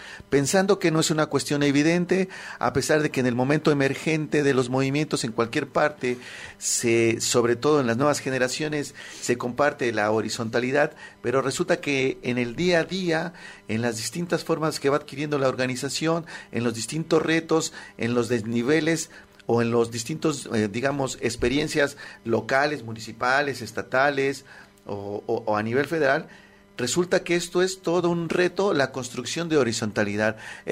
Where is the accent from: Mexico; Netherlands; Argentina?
Mexico; unas muy visibles, unas que las tenemos en el ADN como mexicanos